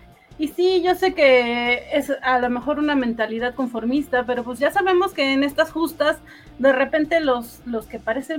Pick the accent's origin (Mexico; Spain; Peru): Mexico; creo que como mexicanos odiamos a los gringos